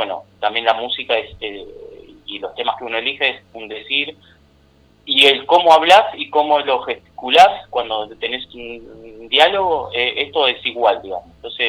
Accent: Buenos Aires, Argentina; Yo soy porteño, en Buenos Aires hay peña

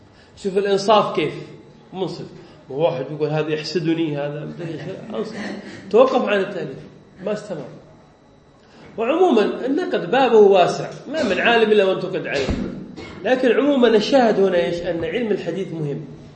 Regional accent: Yemen; now in Indonesia; حتى عندنا في اليمن نعاني من هذه المشكلة، يعني طلاب العلم فلا يحبون النحو، هنا في اندونيسيا لا بأس

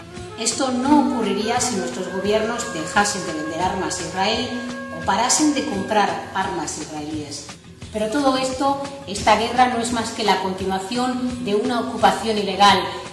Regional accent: Ejea de los Caballeros, Aragon, Spain; now in Gaza Strip; soy egeana, soy periodista y desde hace casi 2 años soy ciudadana de la Franja de Gaza.

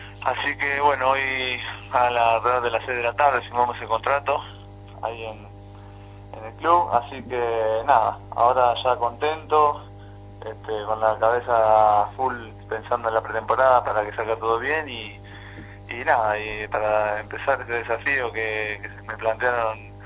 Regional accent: Chivilcoy, Buenos Aires Province, Argentina; born there; Yo soy de Chivicoy nacido, y bueno, acá Jauri lo tengo a menos de una hora, así que me vine para jugar acá a Flandria

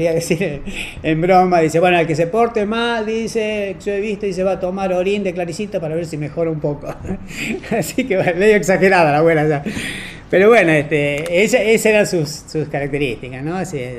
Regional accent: Tucumán, Argentina; yo soy de Tucumán, ¿no?

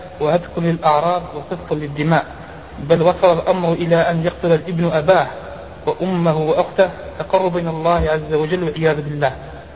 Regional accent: Algeria; شاع عندنا في الجزائر

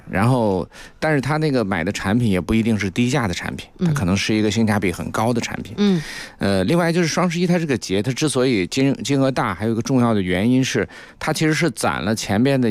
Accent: China; 我们中国人的购物节

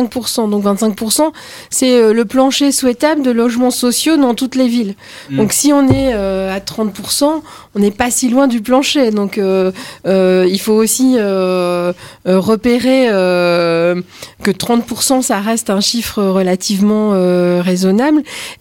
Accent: Roubaix, Hauts-de-France, France; J'ai grandi à Roubaix, qui a certains quartiers très denses.

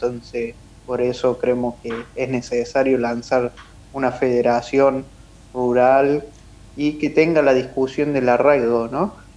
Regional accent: Córdoba, Argentina; yo soy cordobés y he militado mucho en Córdoba y las provincias cercanas, pero hoy me encuentro ya viviendo en la zona del sur de la provincia de Buenos Aires, bajando Bahía Blanca

